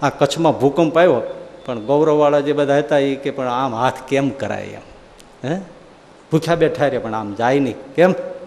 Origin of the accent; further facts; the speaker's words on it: Unava, Gujarat, India; આજથી 35 વર્ષ પહેલાં મારું ગામ ઉનાવા અહીં છે ને અમદાવાદ, અમે ત્યાં રહેતા, પછી મારી નોકરી અહીં આવેલી, અમે અહીંયા આવી ગયા રહેવા, અમારું ત્યાં મકાન પડ્યું હતું